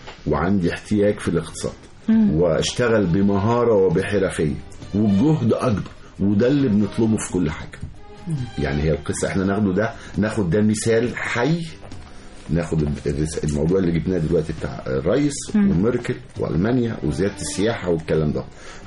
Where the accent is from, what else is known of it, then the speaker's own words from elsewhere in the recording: Egypt; أنا مصري وعايش في مصر وعارف الأمان وعارف بنمشي إزاي بالليل